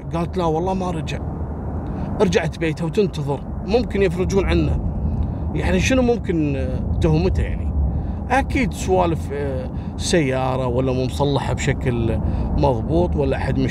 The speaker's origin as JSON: {"language": "Arabic", "country": "Libya", "said": "قضايا المخدرات عندنا في ليبيا من أخطر القضايا"}